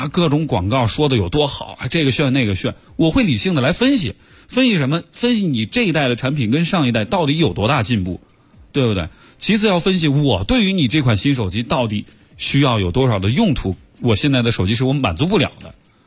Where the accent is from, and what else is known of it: China